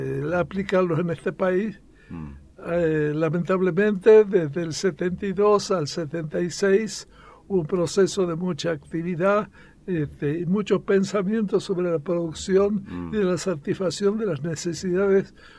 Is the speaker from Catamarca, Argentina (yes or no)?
yes; Catamarca, Argentina; also born or lived in Córdoba; Yo soy catamarqueño, nacido aquí, hice mi infancia y mi secundario en Catamarca y fui a la universidad en Córdoba y después seguí estudiando en distintas partes.